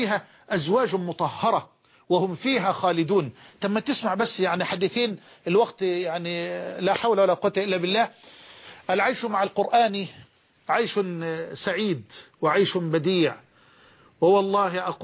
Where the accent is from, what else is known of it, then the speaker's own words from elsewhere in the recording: Egypt; عندنا في مصر بيقولوا عجلة برا اللي هي البايسكل